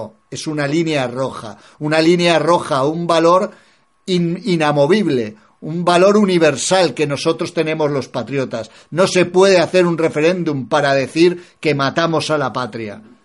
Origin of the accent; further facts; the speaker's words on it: Spain; a mí la casta me da vergüenza como español que ama España